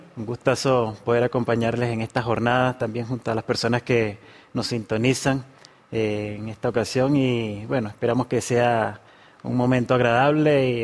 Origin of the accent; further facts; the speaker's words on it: Venezuela; now in Chile; mi acento me delata, vengo de Venezuela. Hace casi 3 años estoy acá en este lindo país, lindo y frío país.